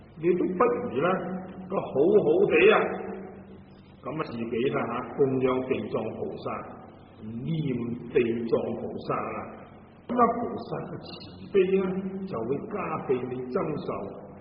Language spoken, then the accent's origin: Cantonese; Guangdong, China; 咁啊，我哋广东人如果话食萝卜啊，佢就话破气啦